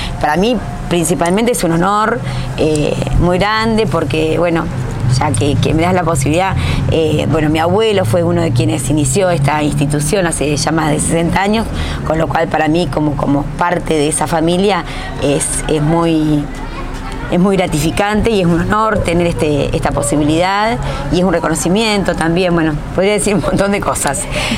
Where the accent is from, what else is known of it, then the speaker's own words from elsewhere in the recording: Argentina; somos argentinos, descendientes de vascos.